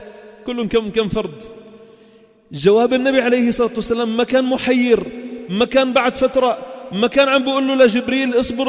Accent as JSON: {"language": "Arabic", "town": "Sidon", "region": "South Governorate", "country": "Lebanon", "said": "نحن الأقل من أهل صيدا."}